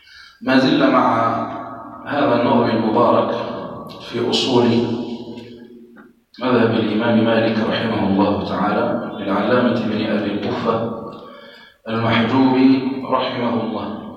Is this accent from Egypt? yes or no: no; Algeria; التي تمر بها بلادنا الجزائر